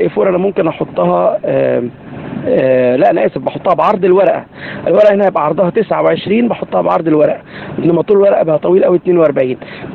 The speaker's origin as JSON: {"language": "Arabic", "country": "Egypt", "said": "احنا عندنا في مصر الوضع بالنسبه للورق غير مختلف شويه"}